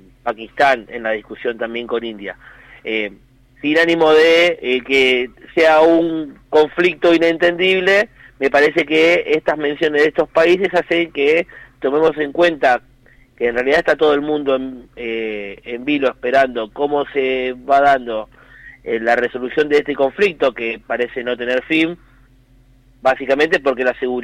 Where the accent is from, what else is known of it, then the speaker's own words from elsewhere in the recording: Argentina; otro de los puntos que a nosotros como argentinos nos toca de lleno